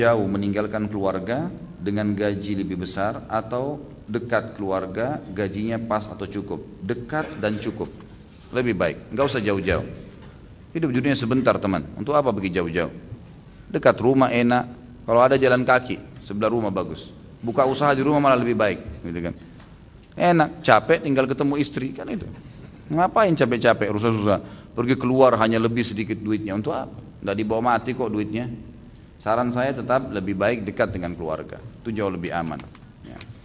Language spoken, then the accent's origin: Indonesian; East Java, Indonesia; kita kebetulan dari Jawa Timur, orang Jawa Timur.